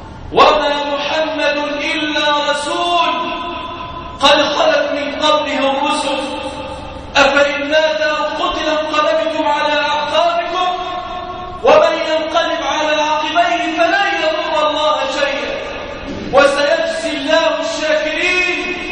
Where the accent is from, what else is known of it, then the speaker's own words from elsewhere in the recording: Damietta, Damietta Governorate, Egypt; اللهم احفظ بلادنا دمياط واجعلها واحة للأمن والأمان